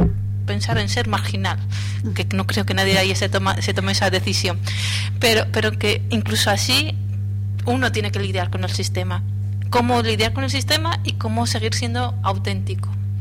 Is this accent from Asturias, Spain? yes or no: yes; Asturias, Spain; de Asturias, somos asturianos de pro, ¿no? A mí nunca me ha pasado, tengo un pequeño problema porque nadie me cree que soy asturiana